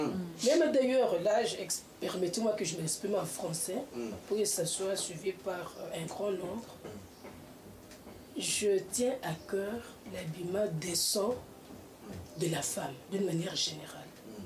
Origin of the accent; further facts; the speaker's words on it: Kasaï, DR Congo; Là c'est un adage courant chez nous dans le Kassai.